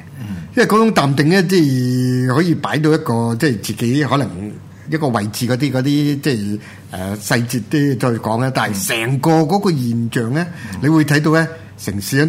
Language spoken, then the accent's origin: Cantonese; Hong Kong; 其實我哋香港人我諗大部分城市人都安排咗嘅